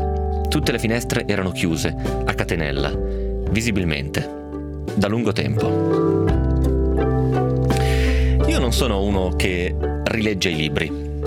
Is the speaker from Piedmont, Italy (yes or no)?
yes; Piedmont, Italy; Nel mio caso poi a maggior ragione te lo danno da leggere, perché vengo dal Piemonte e l'autore di questo libro veniva dal Piemonte